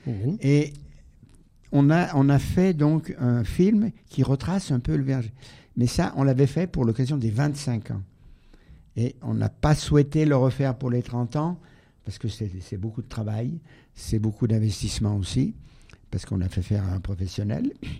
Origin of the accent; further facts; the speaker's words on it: Auvergne-Rhône-Alpes, France; Oui, je suis du Pays de Gex.